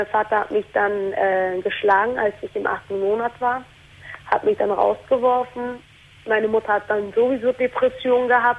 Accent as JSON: {"language": "German", "country": "Germany", "tie": "born there", "said": "Genau, ich bin hier geboren."}